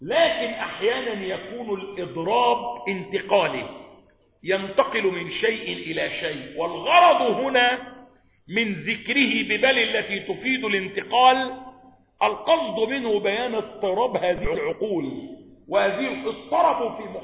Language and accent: Arabic; Egypt; والواقعة عندنا في مصر 30 سنة